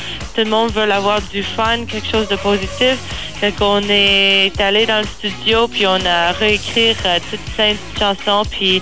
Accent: Montreal, Quebec, Canada; parce qu'on vient de Montréal

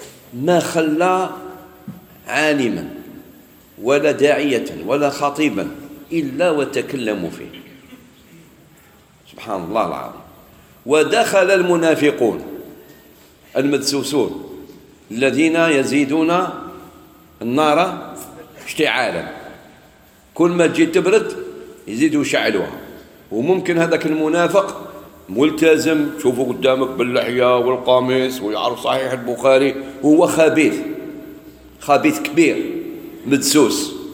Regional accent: Algeria; مش غير عندنا في الجزائر

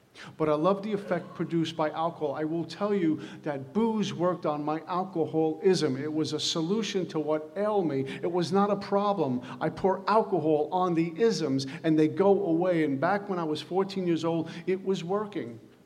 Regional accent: Brooklyn, New York, United States; And back in the day, growing up in Brooklyn, hanging out on the corner was like a religion.

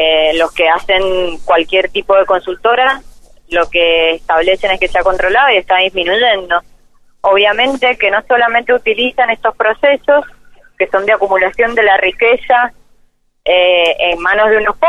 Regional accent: Mendoza, Argentina; Eso es un rol de los mendocinos y es una propuesta que debemos hacer como mendocinos.

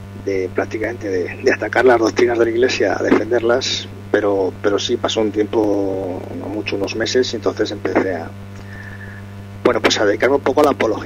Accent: Spain; aunque la mayoría de los que formamos el portal somos españoles

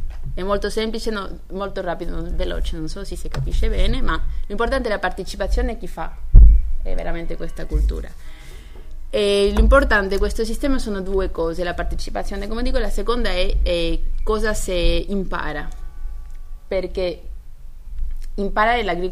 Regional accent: Spain; Italian is a second language; Che il mio italiano è un po' per le novi, è un po' così da una spagnola.

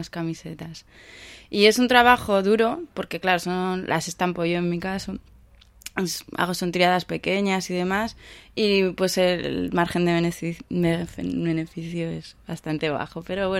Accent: Bilbao, Basque Country, Spain; nosotros como nos movemos somos de Bilbao, hemos estudiado en Bilbao, conocemos a una comunidad de artistas ya en Bilbao.

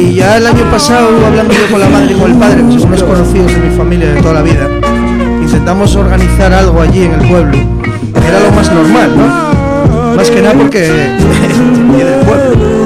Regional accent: Sotrondio, Asturias, Spain; soy de Sotrondeo

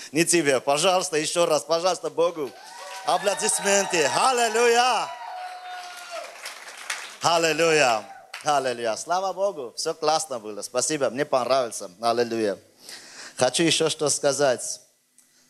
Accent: Armenia; Знаешь, я армянин.

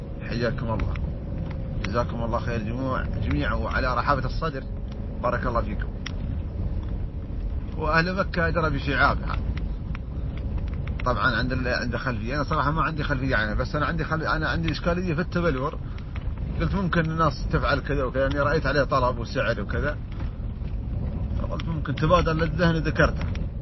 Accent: United Arab Emirates; كذلك عندنا في الإمارات موجودين بعض التجار

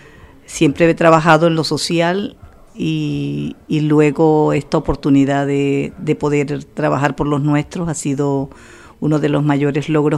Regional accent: Barranquilla, Atlántico, Colombia; also born or lived in Santa Lucía; now in Spain; Un pueblo del departamento del Atlántico que se llama Santa Lucía. Bueno, nací ahí, pero toda mi vida he vivido en Barranquilla.

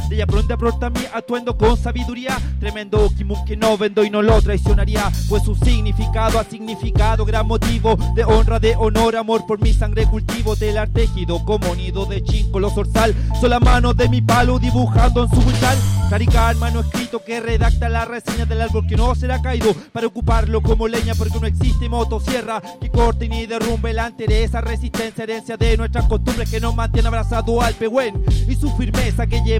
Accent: Santiago, Santiago Metropolitan Region, Chile; Yo soy de Santiago, pero mi familia es de Vilcún, del Nate

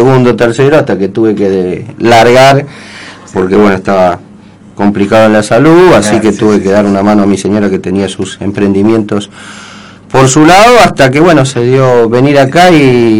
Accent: Buenos Aires, Argentina; yo soy de Buenos Aires, de la capital, soy porteño, aunque ahora me siento gran parte de Bolsonaro

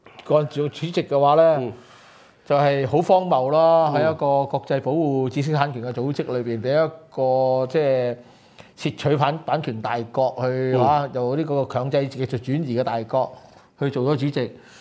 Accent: Hong Kong; 我說我來自香港沒問題

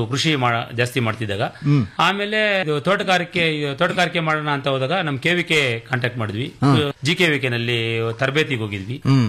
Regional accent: Doddaballapur, Karnataka, India; ಸ್ಕೂರು, ದೊಡ್ಡಬಳ್ಳಾಪುರ ತಾಲೂಕು, ಬೆಂಗಳೂರು ಗ್ರಾಮಾಂತರ ಜಿಲ್ಲೆ.

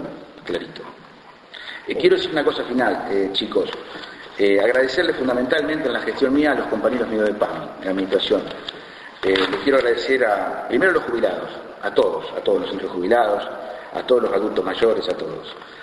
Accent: Saladillo, Buenos Aires Province, Argentina; Nosotros somos dirigentes, repito, de Saladillo, nuestra familia está en Saladillo, nos interesa que progrese nuestra ciudad.

